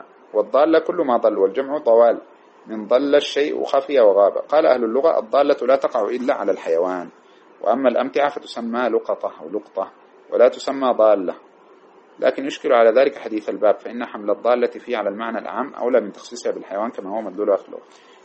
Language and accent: Arabic; Sudan; وهناك مسألة عندنا في السودان تشبه هذه وهي مشكلة